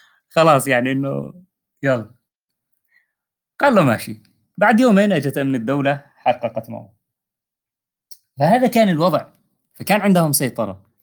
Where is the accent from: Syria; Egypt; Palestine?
Syria; حتى مثلا نحن عندنا بسوريا